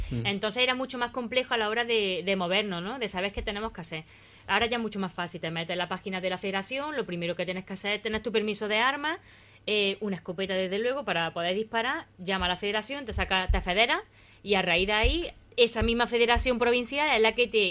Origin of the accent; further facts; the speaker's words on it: Baena, Andalusia, Spain; Yo me acuerdo de estas pequeñas en mi tierra, en Baena